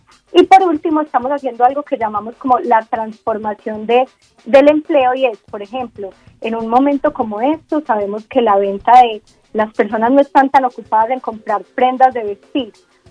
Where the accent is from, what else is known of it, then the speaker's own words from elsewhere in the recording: Antioquia, Colombia; Pues me pillaste, soy muy paisa.